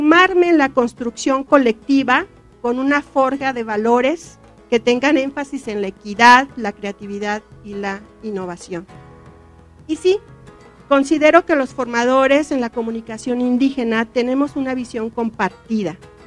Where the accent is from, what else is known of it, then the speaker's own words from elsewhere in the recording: Michoacán, Mexico; lo que estaba haciendo yo en mi tierra, en la región purépecha.